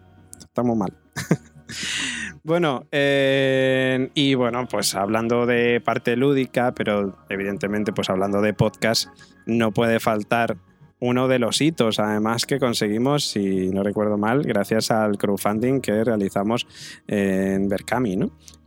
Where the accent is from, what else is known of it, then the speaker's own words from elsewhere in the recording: Spain; De todas maneras, somos españoles, ¿eh?